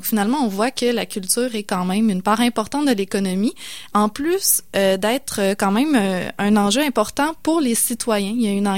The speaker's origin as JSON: {"language": "French", "region": "Quebec", "country": "Canada", "said": "on peut peut-être, pour certains, se sentir moins concerné par les présentes élections en tant que Québécois"}